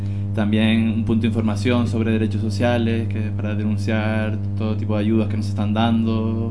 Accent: Canary Islands, Spain; vengo de las Islas Canarias, que están a 100 kilómetros del continente africano

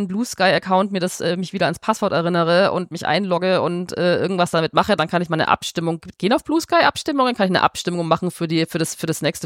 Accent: Bavaria, Germany; Als Fränkin stimme ich für Fei.

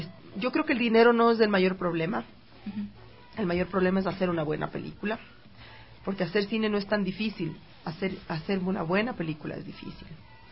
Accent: Ecuador; siendo una directora ecuatoriana, mujer de más de 40 años

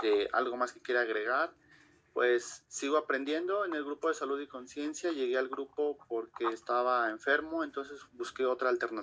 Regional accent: Xochimilco, Mexico City, Mexico; soy de Xochimilco, del colectivo Salud y Conciencia.

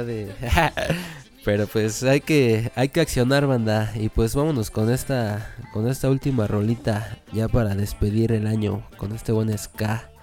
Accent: Mexico; esa huevonada como mexicanos, ¿no? Como ciudadanos que somos.

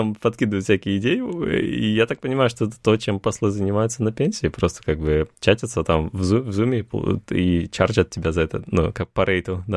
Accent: Russia; он знал, что я из России

